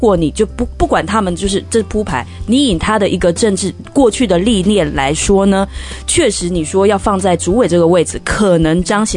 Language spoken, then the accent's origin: Chinese; Taiwan; 我觉得作为一个台湾人就是特别无力